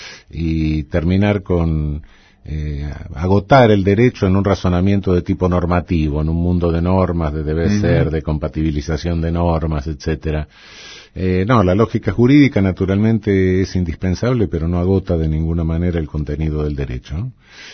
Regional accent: Buenos Aires, Argentina; Me crié en Flores, nací en Paternal, pero ya a los 2 años me llevaron a Flores, cerca de Plaza Irlanda.

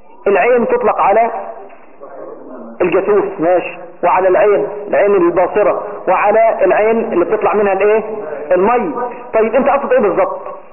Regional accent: Egypt; أو لأن الدارج في بلده عندنا في مصر إن هذه الكلمة كلمة خارجة

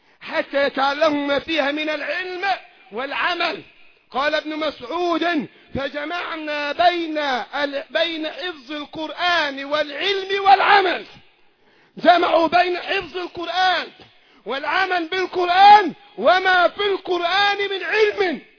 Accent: Egypt; الذين يريدون إعادة الحكم في بلادنا مصر

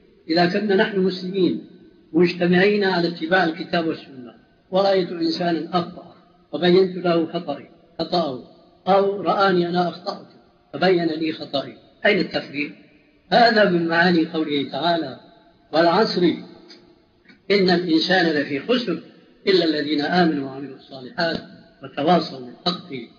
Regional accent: Syria; المدفون عندنا في سوريا

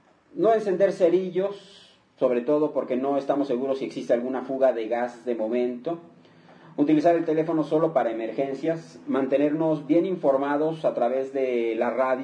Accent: Mexico; porque así somos los mexicanos, somos gente de muy buen humor

